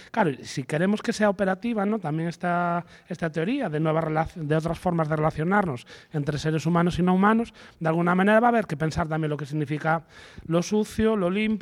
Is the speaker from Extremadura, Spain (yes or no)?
no; Galicia, Spain; accent: Galician; yo vengo de otro contexto, vamos, por mi acento supongo que lo habréis detectado, que es de Galicia.